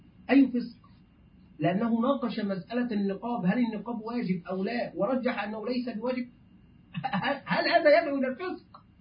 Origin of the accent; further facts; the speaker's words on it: Egypt; الدولار والأورو نحن كمصريين الآن يعني تعرفون طبعا الحال